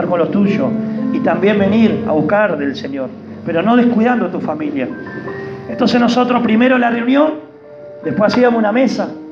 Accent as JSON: {"language": "Spanish", "country": "Uruguay", "said": "quieren hacernos judíos cuando somos uruguayos."}